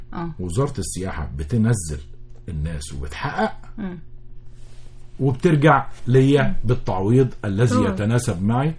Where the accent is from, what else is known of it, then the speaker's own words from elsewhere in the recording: Egypt; انا لابد ان انا اقوم بتغيير ثقافتي كمصري